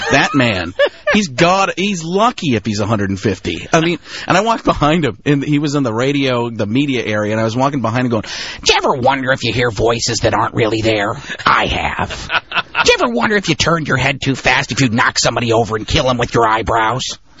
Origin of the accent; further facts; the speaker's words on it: Wisconsin, United States; I grew up in Wisconsin.